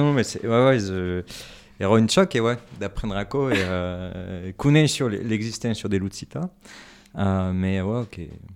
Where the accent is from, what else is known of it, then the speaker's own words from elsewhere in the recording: Auvergne-Rhône-Alpes, France; D'Ardèche.